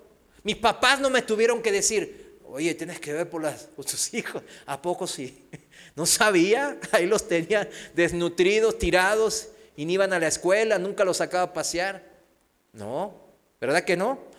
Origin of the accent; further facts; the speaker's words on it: South Korea; de educación, de cultura, de nacionalidad, pues yo soy de Corea